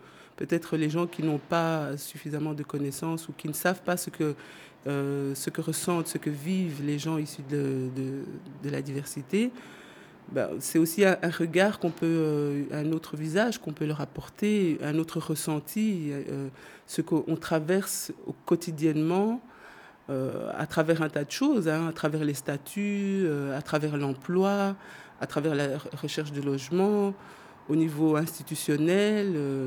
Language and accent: French; DR Congo; now in Belgium; je suis issue de la diversité. Donc, ça fait à peu près 40 ans que je vis en Belgique. Donc, je suis congolaise d'origine.